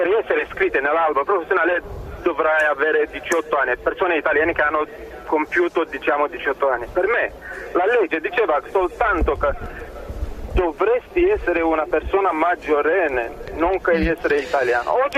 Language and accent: Italian; Romania; Italian is a second language; moved away as an adult; now in Italy; Allora, io ho lavorato, sono rumeno.